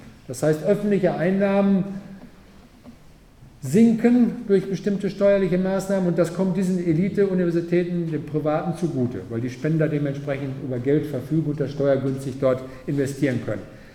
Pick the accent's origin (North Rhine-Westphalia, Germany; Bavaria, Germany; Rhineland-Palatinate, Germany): North Rhine-Westphalia, Germany; Paderborn; Also ich komme aus Paderborn